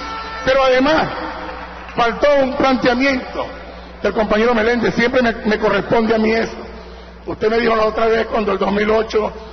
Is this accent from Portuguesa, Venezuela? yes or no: yes; Acarigua, Portuguesa, Venezuela; yo soy llanero también de Acarigua